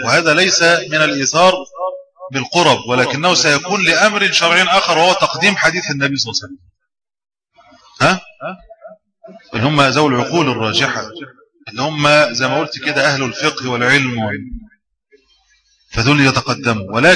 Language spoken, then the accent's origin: Arabic; Egypt; وأنا كنت أتخيل أن المشكلة دي عندنا في مصر